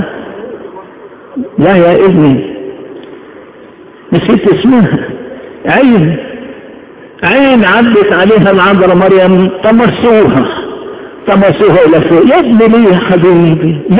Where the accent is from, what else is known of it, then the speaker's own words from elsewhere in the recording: Egypt; نحن بلدنا اعظم بلد في الدنيا، اعظم بلد، وياما اتكلمت وهتكلم على بلدنا مصر، اعظم بلد